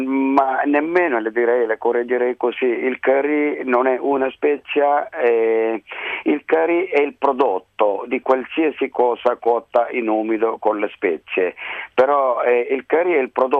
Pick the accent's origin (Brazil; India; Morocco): India; Kerala; moved away as an adult; now in Rome, Italy; Sono indiano del Kerala, sud occidentale, proprio sulla punta dell'India. Abbiamo aperto il ristorante 22 anni fa a Roma.